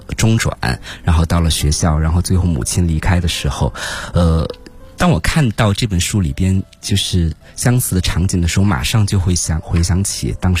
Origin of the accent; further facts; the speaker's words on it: Chongqing, China; 因为我是重庆人，但是我的大学非常远，我的大学在哈尔滨，就是我从中国的大西南到了大东北，